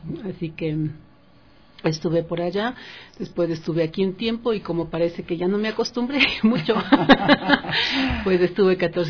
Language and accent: Spanish; Quito, Pichincha, Ecuador; also born or lived in Brazil / United States; Sí, soy muy quiteña, nacida en la cepa del centro de Quito.